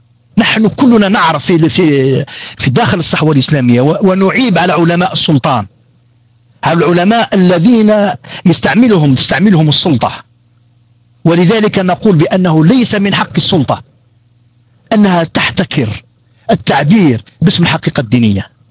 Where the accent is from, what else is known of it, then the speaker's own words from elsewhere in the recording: Algeria; يعني أنا قاع جزائريين إن شاء الله تفهموا هذا الأمر